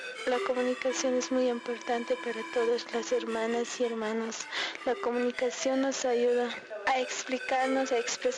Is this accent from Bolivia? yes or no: yes; Chirapaca, La Paz, Bolivia; vengo de la comunidad de Chirapaca